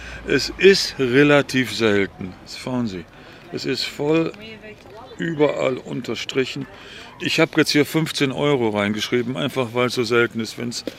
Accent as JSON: {"language": "German", "country": "Germany", "lives_now": "Netherlands", "said": "Wie Sie hören können, bin ich Deutscher und ich wohne wohl hier."}